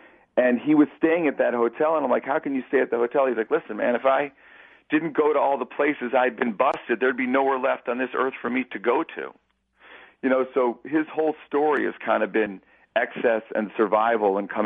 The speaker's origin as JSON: {"language": "English", "town": "Chicago", "region": "Illinois", "country": "United States", "said": "Also, I'm from Chicago, and … are really a blues band"}